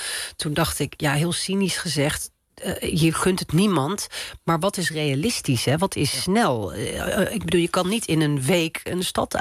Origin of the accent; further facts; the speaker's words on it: Hatay, Turkey; Ik kom uit Hatay.